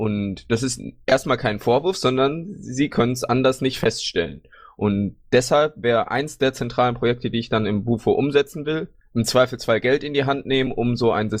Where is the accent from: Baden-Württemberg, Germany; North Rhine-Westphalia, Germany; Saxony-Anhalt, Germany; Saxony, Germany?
Baden-Württemberg, Germany; Ich bin jetzt 24 Jahre alt und wie gesagt, schon, ich komme aus Baden-Württemberg. Genauer gesagt wohne ich in Heidelberg